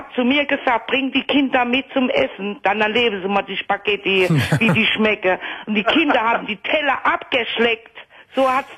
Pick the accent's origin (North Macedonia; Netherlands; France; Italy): Italy; German is a second language; now in Germany; Ich bin auch keine Deutsche, ich bin Italienerin. Ich wohne schon seit 45 Jahren hier in Deutschland. Ich kann super Deutsch